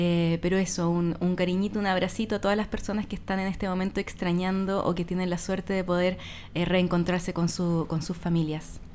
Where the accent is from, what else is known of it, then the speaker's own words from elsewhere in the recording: Santiago, Santiago Metropolitan Region, Chile; now in Chiloé, Chile; Nosotras dos somos de Santiago y vivimos en Chiloé hace varios años ya